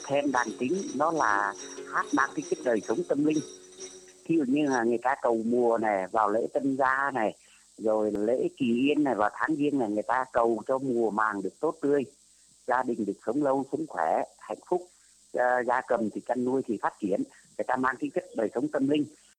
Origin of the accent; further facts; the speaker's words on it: Lạng Sơn, Vietnam; also born or lived in Cao Bằng; now in Ho Chi Minh City, Vietnam; Và tôi là người Tây nữa. Tôi là sinh ra và lớn lên ở Lạng Sơn, Cao Bằng nữa. Cho nên là vừa sáng tác vừa thành về cái tiếng Tây, tiếng Nùng. Cũng lại là ở thành phố Hồ Chí Minh nữa.